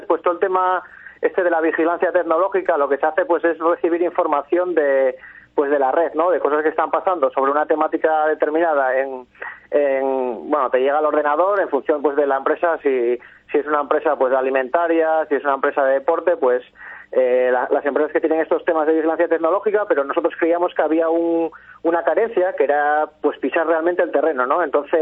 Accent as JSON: {"language": "Spanish", "town": "Oviedo", "region": "Asturias", "country": "Spain", "moved": "as an adult", "said": "soy de Oviedo y vine a Euskadi pues a hacer un máster en dirección de empresas"}